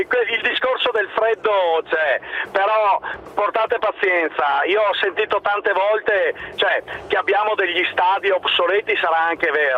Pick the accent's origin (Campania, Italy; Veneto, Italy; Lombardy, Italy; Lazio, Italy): Veneto, Italy; Verona; io sono di Verona anch'io